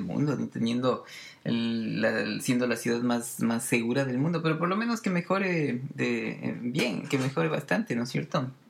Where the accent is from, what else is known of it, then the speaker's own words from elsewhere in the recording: Quito, Pichincha, Ecuador; obviamente yo soy de Quito y que ahí tengo mi familia y mis amigos